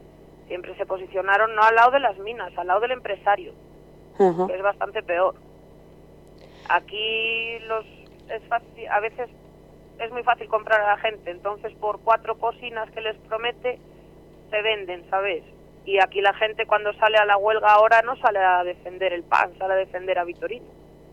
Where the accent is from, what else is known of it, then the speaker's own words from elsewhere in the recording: Castile and León, Spain; yo soy de la Ciana y llevamos toda la vida en contra de los cielos abiertos.